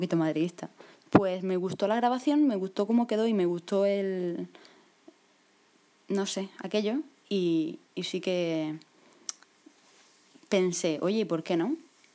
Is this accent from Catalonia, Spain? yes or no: no; Murcia, Region of Murcia, Spain; pues soy de Murcia, mido 1,69